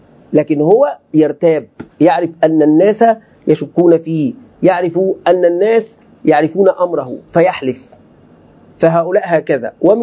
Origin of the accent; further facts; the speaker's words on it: Egypt; يعني عندنا في مصر توجد مجموعة ممن يدعون